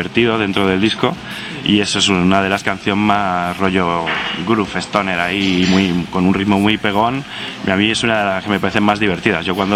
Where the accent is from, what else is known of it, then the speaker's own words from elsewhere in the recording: Móstoles, Community of Madrid, Spain; yo crecí en Móstoles en los 80.